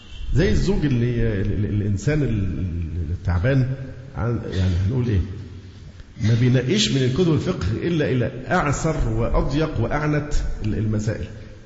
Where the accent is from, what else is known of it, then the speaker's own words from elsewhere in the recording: Egypt; والعنوسة عندنا في مصر أصبحت رقم مذهل مذهل